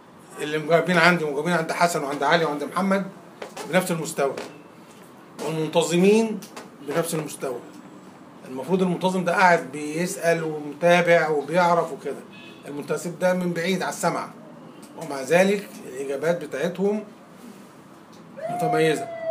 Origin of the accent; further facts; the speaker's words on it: Egypt; عندنا في مصر